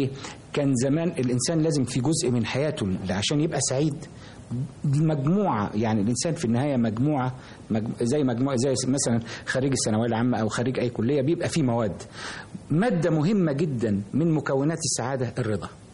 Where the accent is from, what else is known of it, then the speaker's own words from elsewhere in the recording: Damietta, Damietta Governorate, Egypt; لان انا كنت تربية طفولتي في دمياط، ودمياط كان لها تقاليد مختلفة كثيرا عن القاهرة